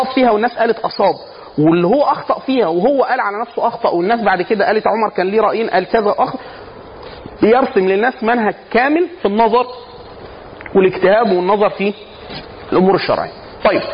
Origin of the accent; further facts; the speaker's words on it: Upper Egypt, Egypt; now in Cairo, Egypt; انا عشان اصلا من الصعيد مثلا